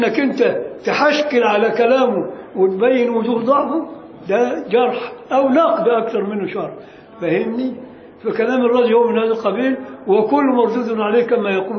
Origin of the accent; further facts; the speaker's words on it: Egypt; عادة عندنا في مصر ما يسمعش